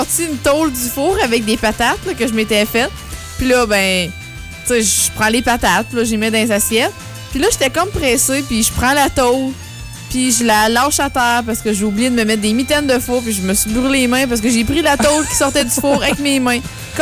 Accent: Quebec, Canada; Je suis pas alcoolique. Je suis gaspésienne.

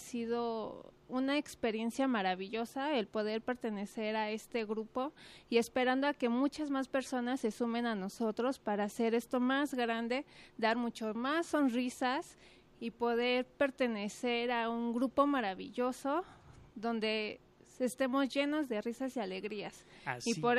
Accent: Mexico City, Mexico; now in Guadalajara, Mexico; Pues, vengo de la Ciudad de México por cuestiones de la vida. Llego aquí a Guadalajara

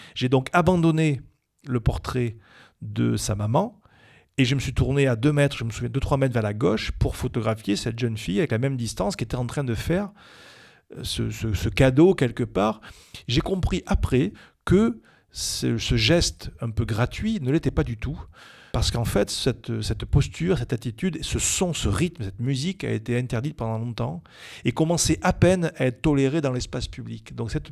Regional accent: Brive-la-Gaillarde, Nouvelle-Aquitaine, France; c'est vrai que moi, je suis originaire de Corrèze, de Brive exactement.

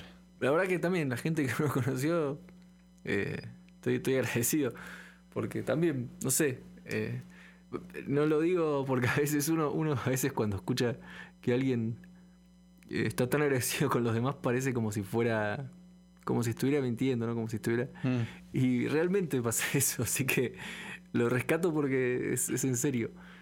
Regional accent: Buenos Aires, Argentina; Sí, Buenos Aires.

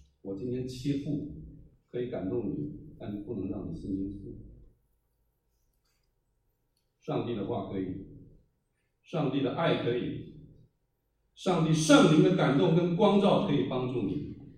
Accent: Taiwan; 我从台湾来，我都不知道台湾海到哪里

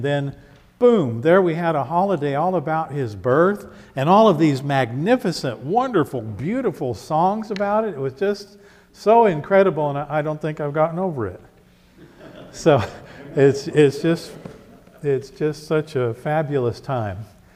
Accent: United States; I, like everyone else, of course, most of us here, I grew up in the United States, and we celebrated Christmas as I was a child growing up

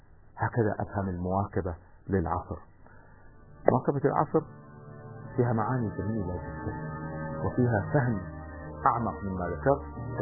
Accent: Kuwait; نحن عندنا في الكويت مثلا اليوم هناك شركات

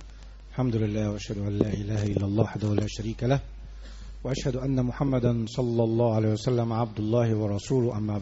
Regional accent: Egypt; عندنا في مصر الانتخابات يوم الاثنين والثلاث

